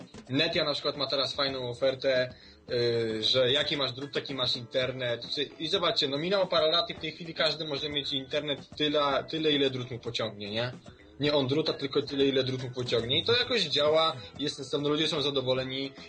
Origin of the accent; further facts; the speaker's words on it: Skierniewice, Łódź Voivodeship, Poland; powiedzmy, ja jestem ze Skierniewic, nie?